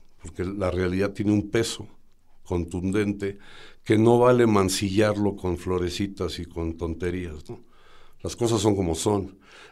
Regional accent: Mexico; porque como buen mexicano, pues no sé, yo vi el horario

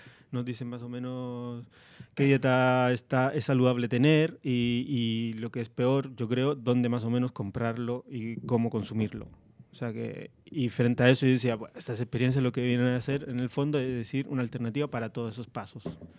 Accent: Parral, Maule, Chile; Sí, de un pueblito que se llama Parral.

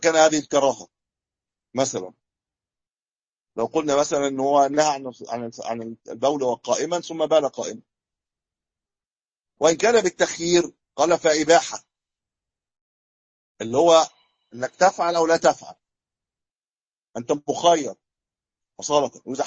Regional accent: Egypt; عندنا في مصر البر يقولوا إيش؟ البر يطلق على إيش عندنا؟ القمح.

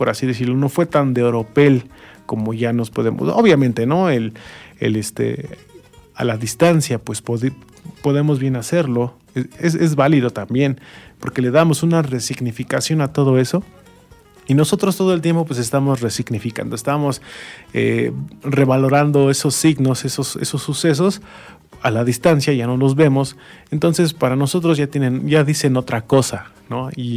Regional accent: Mexico; lo que hacemos como mexicanos es celebrarlo con una fiesta, más en septiembre, adornamos, hacemos desfiles, etcétera, ¿no? Y nos sentimos bien mexicanotes

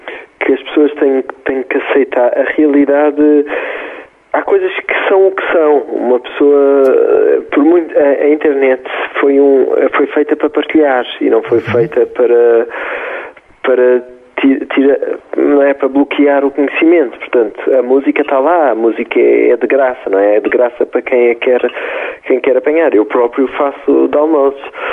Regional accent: Portugal; se pensarem que nós nem somos portugueses

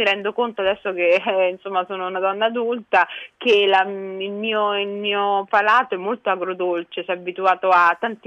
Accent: Rome, Lazio, Italy; born there; also born or lived in Somalia; io sono nata a Roma però ho vissuto anche lì, e ho vissuto con mia zia

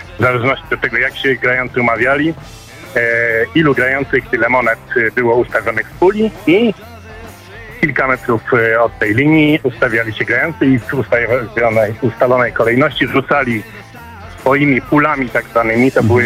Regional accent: Kraków, Lesser Poland, Poland; a pochodzę z Krakowa.

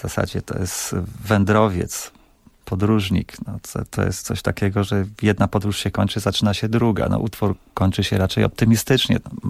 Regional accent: Pińczów, Świętokrzyskie Voivodeship, Poland; bo ja pochodzę z Pińczowa

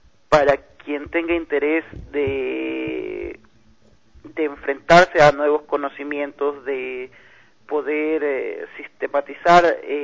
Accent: Guayaquil, Guayas, Ecuador; also born or lived in Quito; now in Loja, Ecuador; Yo estoy viviendo en la ciudad hace casi un año, soy originario de Guayaquil, pero toda mi carrera artística la he desarrollado casi en Quito

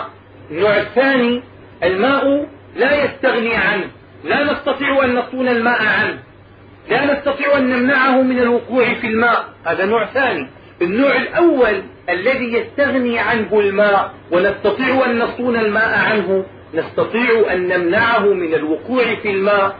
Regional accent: Damascus, Damascus Governorate, Syria; دائما عندنا في دمشق تعزل الأنهار وتنظف في كل سنة

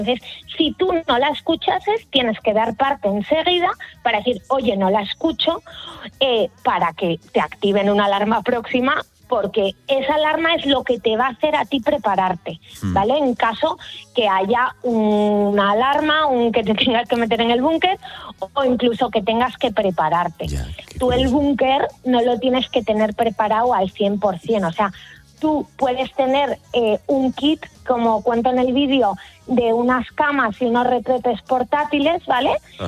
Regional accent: Spain; now in Switzerland; nosotros como españoles seguimos mucho toda la actualidad de España y la de Suiza

